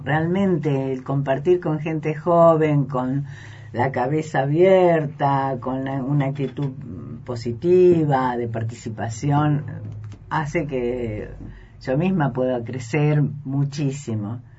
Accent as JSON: {"language": "Spanish", "region": "Santa Fe", "country": "Argentina", "said": "Soy santafesina."}